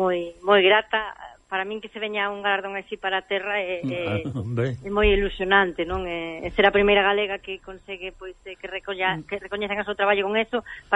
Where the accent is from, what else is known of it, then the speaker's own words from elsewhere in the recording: Galicia, Spain; Para min, o maior orgullo que teño como cociñeira, como galega